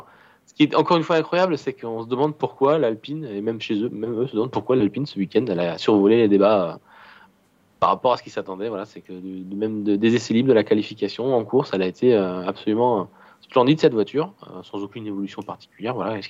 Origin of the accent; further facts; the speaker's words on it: France; on a tous intérêt en tant que Français